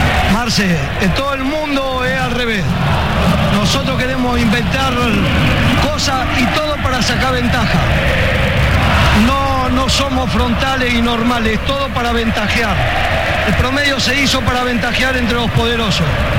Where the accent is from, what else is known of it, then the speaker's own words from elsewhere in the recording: Carupá, Buenos Aires, Argentina; yo soy de Carupá.